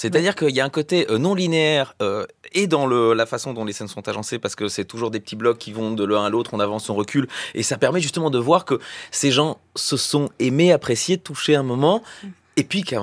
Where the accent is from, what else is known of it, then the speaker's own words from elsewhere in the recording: Belgium; On est belges